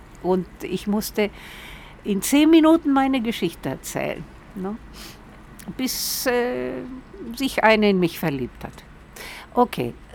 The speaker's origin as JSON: {"language": "German", "country": "Chile", "second_language": "German", "moved": "yes", "lives_now": "Münster, Germany", "said": "1983 bin ich aus Chile nach Münster gekommen, weil ich eine Freundin hier hatte, die Pilar Benitez, die aus Chile war und 2 Jahre vor mir in Münster gelandet war."}